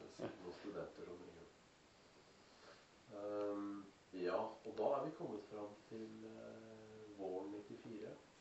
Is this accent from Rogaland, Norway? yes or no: no; Fetsund, Akershus, Norway; Hjemme I Fetsund, da, hvor jeg alltid har hatt en liten konto